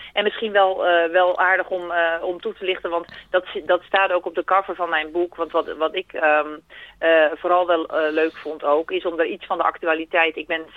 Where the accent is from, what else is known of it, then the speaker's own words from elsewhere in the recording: Puttershoek, South Holland, Netherlands; Ik ben zelf opgegroeid in de Hoekse Waard.